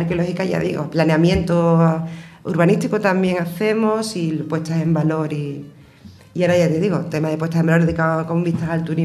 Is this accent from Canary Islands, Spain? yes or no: no; Écija, Andalusia, Spain; dos de ellas somos de aquí de Écija. Yo, como digo, tengo mi sucursal aquí y funciona, y yo siempre trabajo aquí en Écija